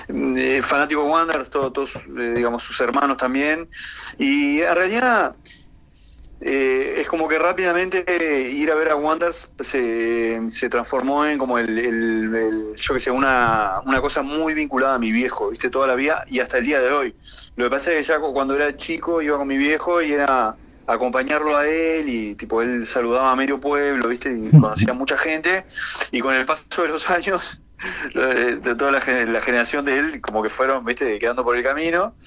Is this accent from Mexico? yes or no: yes; Mexico; also born or lived in France; Yo me fui muy chico de Francia, me fui de los 4 años a México, o sea que mi recuerdo en Francia, aparte vivía en un apartamento